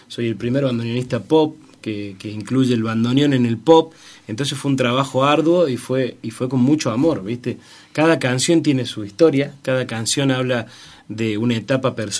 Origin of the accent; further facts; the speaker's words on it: Córdoba, Argentina; also born or lived in Deán Funes; Soy serrano, soy nacido en Dianfunes, en Norte Cordobés, pero soy serrano por adopción. Mis viejos hace más de 30 años que están acá, yo tengo 28, imagínate.